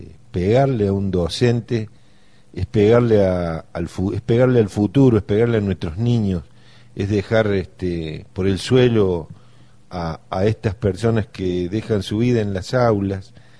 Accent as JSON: {"language": "Spanish", "country": "Argentina", "said": "A mí me da vergüenza como argentino, vergüenza como hombre, como docente."}